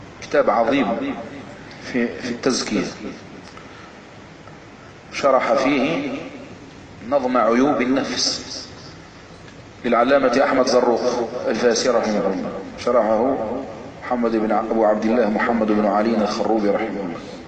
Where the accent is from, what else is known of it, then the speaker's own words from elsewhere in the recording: Algeria; الجزائر بلدنا الجزائر المحمية بالله عز وجل